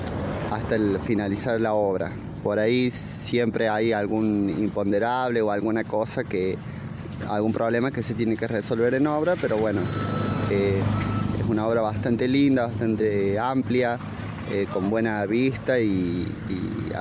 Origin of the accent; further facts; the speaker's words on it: Villa Dolores, Córdoba, Argentina; La mayoría de los chicos somos de Villa Dolores, somos todos de acá de Tras la Sierra.